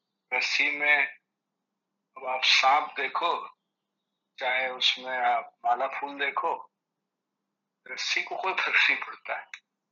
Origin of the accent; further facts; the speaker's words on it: Varanasi, Uttar Pradesh, India; बनारस में हमारा घर था और 45-50 किलोमीटर दूर हमारा गाँव।